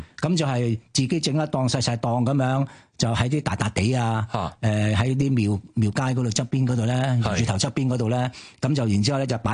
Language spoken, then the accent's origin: Cantonese; Hong Kong; also born or lived in China; 嗰阵时未落香港，因为我系喺大陆出世嘅。咁、